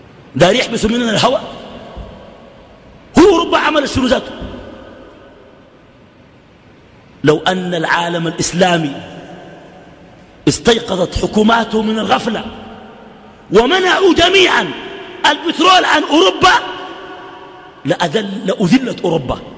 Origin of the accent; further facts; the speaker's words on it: Sudan; وما أظن إنه الدنمارك يكون عندها سفير عندنا في السودان